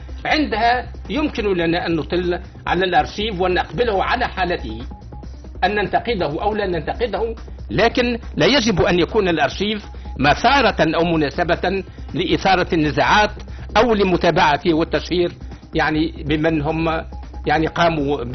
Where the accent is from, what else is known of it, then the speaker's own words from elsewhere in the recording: Tunisia; نعتقد أن الفترة التي نعيشها كتونسيين لازالت مضطربة بعض الشيء